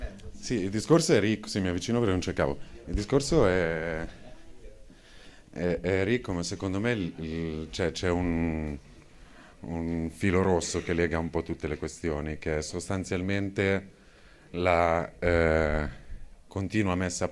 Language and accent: Italian; Milan, Lombardy, Italy; cioè, sono di Milano, per cui non ve lo spiego.